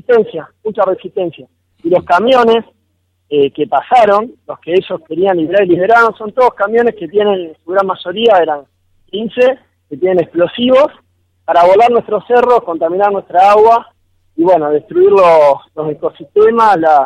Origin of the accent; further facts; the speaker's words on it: Luján, Buenos Aires Province, Argentina; yo que no soy de acá de Tinogasta, que vengo de Luján a apoyar